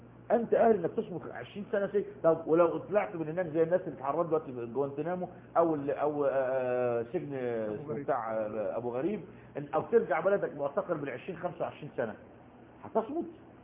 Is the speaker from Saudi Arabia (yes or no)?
no; Egypt; نفس القصه عندنا في مصر